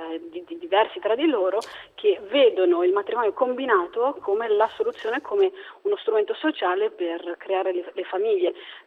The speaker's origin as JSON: {"language": "Italian", "town": "Perugia", "region": "Umbria", "country": "Italy", "tie": "born or raised there", "said": "Sono nata a Perugia, sono cresciuta a Perugia e sono rimasta qui fino ai 20 anni, quindi sono legatissima a questa città"}